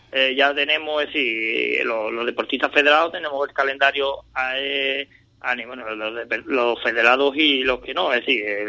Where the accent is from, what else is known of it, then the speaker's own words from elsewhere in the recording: Andalusia, Spain; Nosotros como andaluces, ¿vale?